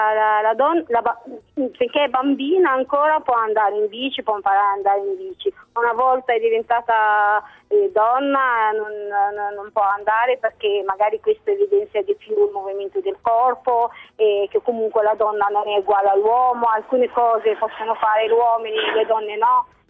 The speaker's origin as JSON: {"language": "Italian", "country": "Algeria", "tie": "born or raised there", "second_language": "Italian", "moved": "yes", "lives_now": "Italy", "said": "Io sì, perché andavo da piccola in Algeria."}